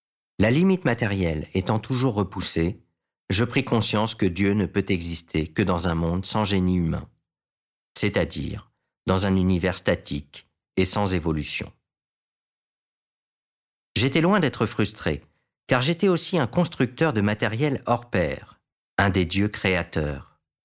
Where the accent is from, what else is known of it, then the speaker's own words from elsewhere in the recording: Albertville, Auvergne-Rhône-Alpes, France; dans les alentours de ma ville natale, Albertville, Beaufort, Moutiers, Ugines.